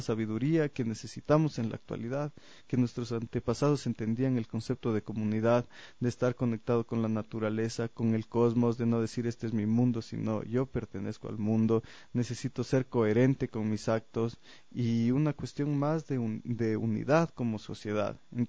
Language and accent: Spanish; Ecuador; demostrar como ecuatorianos que somos milenarios, que tenemos una identidad única